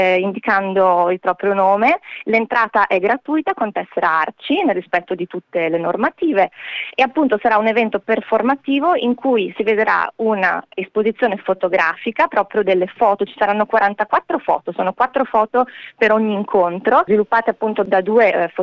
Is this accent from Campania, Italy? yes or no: no; Vicenza, Veneto, Italy; born there; a Vicenza, che è la mia città natale